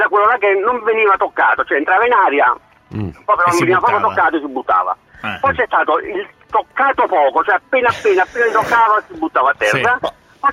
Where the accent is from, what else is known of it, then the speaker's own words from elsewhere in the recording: Naples, Campania, Italy; Io sono di Vicenza, ma sono di Fuorigrotta, sono un fuorigrottese